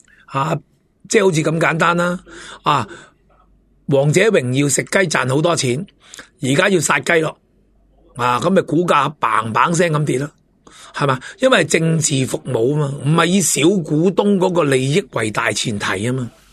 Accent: Hong Kong; 深圳、东莞、广东省，我哋香港人最明白、最睇得到噶啦

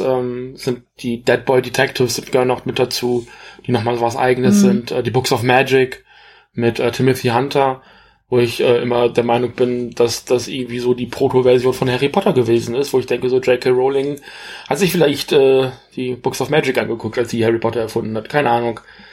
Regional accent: West Germany, Germany; Und ich bin halt eben nicht in der DDR aufgewachsen. Ich bin halt im Westen aufgewachsen, in der Bundesrepublik.

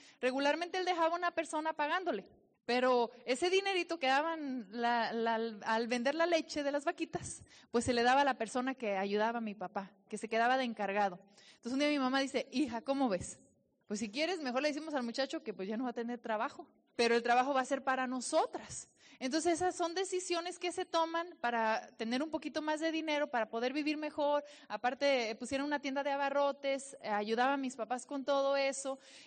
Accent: Jalisco, Mexico; Soy de la región de Los Altos de Jalisco.

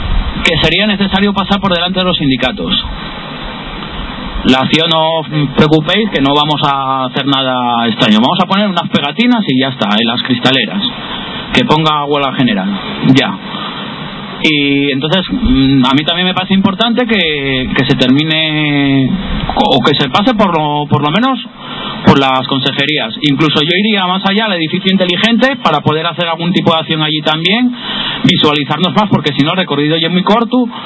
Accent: Avilés, Asturias, Spain; A ver, yo soy de... vengo de Avilés.

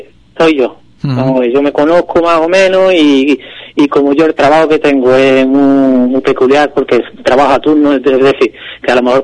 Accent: Ubrique, Andalusia, Spain; yo creo que es ideal para nuestro entorno, para las personas que somos de Ubrique

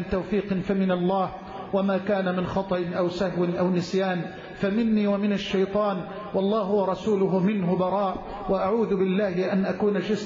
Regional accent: Egypt; واجعل بلدنا مصر أمنا أمانا سخاء رخاء

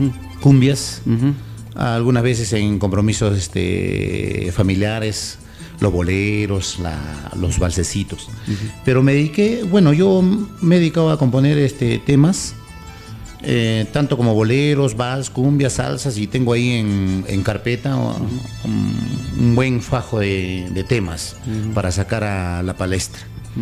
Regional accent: Ica, Peru; moved away as an adult; now in Huaraz, Peru; yo cuando recién llegué acá a Huaraz en los años 90, yo soy de natural de Ica.

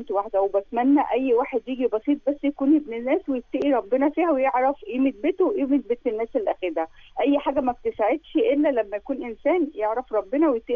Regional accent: Alexandria, Alexandria Governorate, Egypt; من اسكندريه. احنا النهارده اسكندرانيه مكتسحين

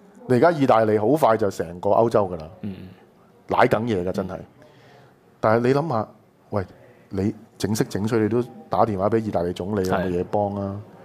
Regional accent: Hong Kong; 我係香港人，唔係大陸佬

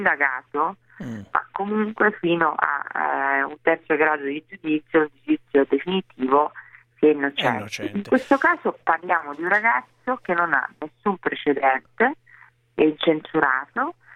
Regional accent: Sicily, Italy; io sono cresciuta in Sicilia e andavo a scuola con dei ragazzi

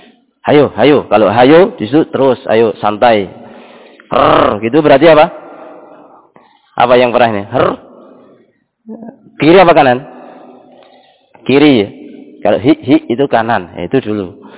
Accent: Java, Indonesia; seperti kita orang Jawa ketika di sana pernah ada yang di antara antum melantir

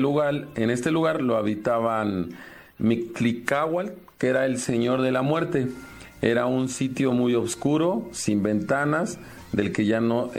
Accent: Mexico; en mi país, antes de la llegada de los españoles, había muchos ritos de sacrificios humanos para el dios Tlaloc

